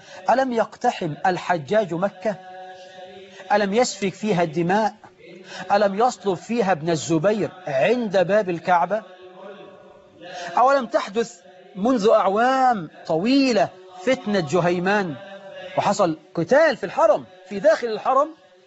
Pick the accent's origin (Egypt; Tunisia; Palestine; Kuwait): Egypt; اما لو شوية الحمام دول عندنا في مصر كانوا راحوا من زمان.